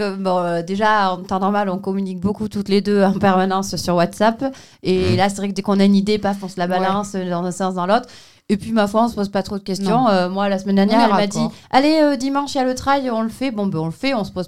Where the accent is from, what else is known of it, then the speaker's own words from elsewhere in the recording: Vielle-Saint-Girons, Nouvelle-Aquitaine, France; moi en plus, je suis originaire du Vielle-Saint-Girons, donc je connais beaucoup de monde.